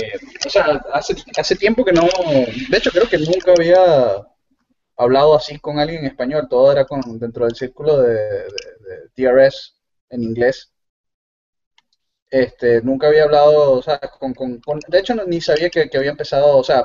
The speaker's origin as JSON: {"language": "Spanish", "country": "Venezuela", "accent": "Venezuelan", "said": "mi acento venezolano se mestizó, se mezcló con acento peruano, porque mi esposa fue criada en Perú, y con la única persona con la que hablo español seguido es ella, entonces se me pega."}